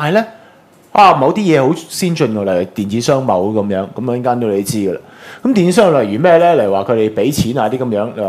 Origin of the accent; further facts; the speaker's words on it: Hong Kong; 即係成日都屈我哋香港人話我哋咩乜乜物物啊